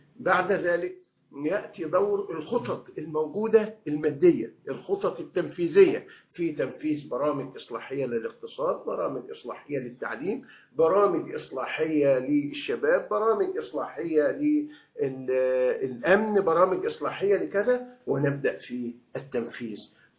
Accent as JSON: {"language": "Arabic", "country": "Egypt", "said": "ونحن عندنا في مصر نماذج لهذا."}